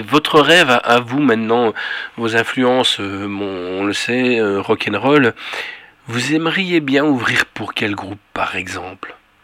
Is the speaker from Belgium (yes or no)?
yes; Brussels, Belgium; c'est comme nous chez nous en Bruxelles